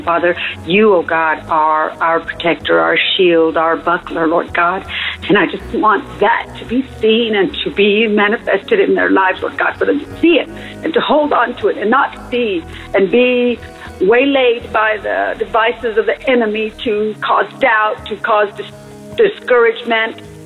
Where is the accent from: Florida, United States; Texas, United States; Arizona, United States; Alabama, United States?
Texas, United States; Amarillo; I'm from Amarillo, Texas. I call every now and again, not as much as I ought.